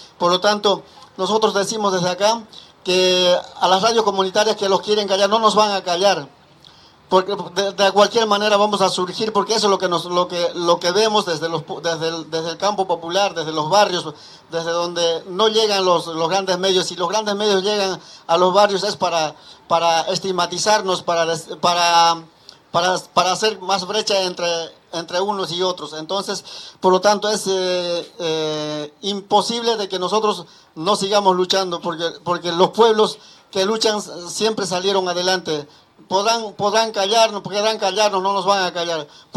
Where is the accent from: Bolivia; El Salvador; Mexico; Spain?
Bolivia; now in La Plata, Argentina; desde que venimos de Bolivia nosotros no tuvimos ninguna radio en la ciudad de La Plata